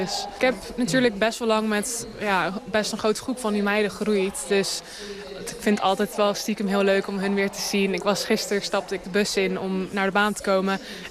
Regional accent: Amsterdam, North Holland, Netherlands; Ik ben in Amsterdam geboren, ben daar opgegroeid. Wel naar een international school geweest, gewoon voor mijn schooltijd. Maar mijn moeder is Wels en mijn vader is Zuid-Afrikaans / Australisch.

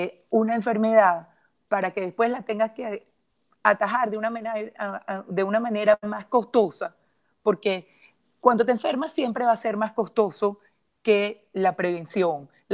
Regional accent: Venezuela; si tuviéramos a mi país de origen, Venezuela

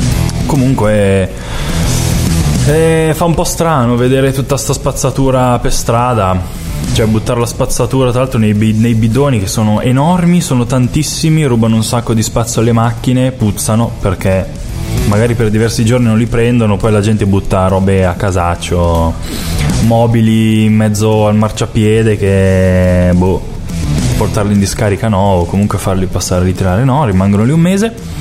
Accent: Milan, Lombardy, Italy; moved away as an adult; now in Rome, Italy; Sono dalla Gran Milano e sono venuto qua a Roma per lavorare.

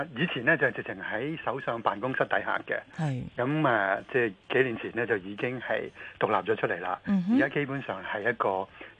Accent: Hong Kong; 我哋香港人

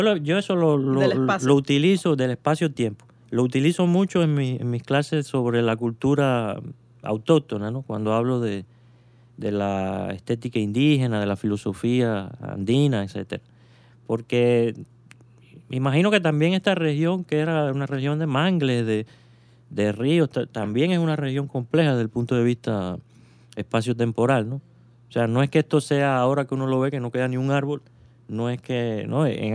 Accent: Cuba; accent: Cuban; moved away; Ya con 10 años aquí, era para que a lo mejor mi acento hubiera variado, ¿no? Pero yo no me dejo. Y no es porque no lo quiera, es porque parece que por naturaleza no acepto, o sea, me sigo manteniendo muy cubano

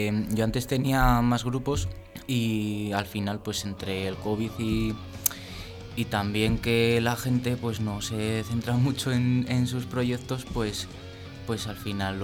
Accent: Burgos, Castile and León, Spain; Sí, yo soy de Burgos.

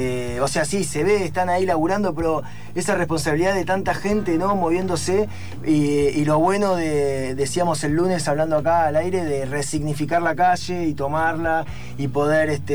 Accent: Concepción del Uruguay, Entre Ríos, Argentina; born there; also born or lived in Buenos Aires; Concepción del Uruguay.

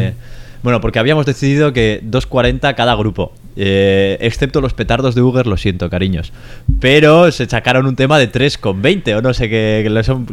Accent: Sondika, Basque Country, Spain; yo es que soy de Sondica, claro

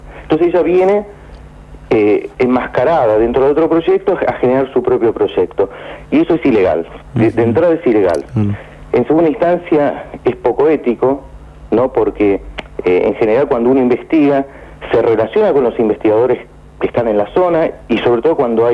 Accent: Argentina; Yo lo digo como investigador argentino

